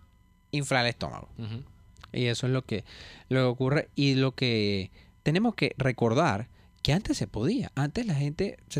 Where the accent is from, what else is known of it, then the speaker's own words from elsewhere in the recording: Coche, Capital District, Venezuela; yo soy de Coche y tengo mis dos abuelas, una vivía arriba y otra vive abajo, en el mismo coche.